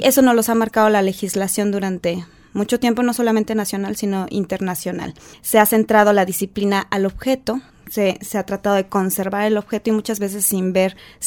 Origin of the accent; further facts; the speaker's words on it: Puebla, Mexico; soy poblana.